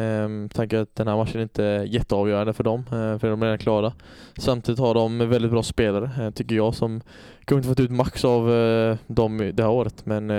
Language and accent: Swedish; Öland, Kalmar County, Sweden; jag visste inte om jag var hemma på Öland eller om jag var på